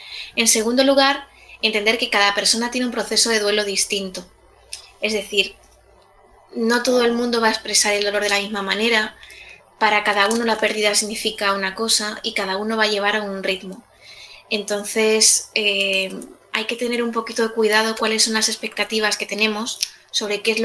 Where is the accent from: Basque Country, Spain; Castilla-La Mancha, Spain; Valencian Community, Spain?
Castilla-La Mancha, Spain; Ballesteros de Calatrava; mi pueblo, Ballesteros de Calatrava, tuvo un primer caso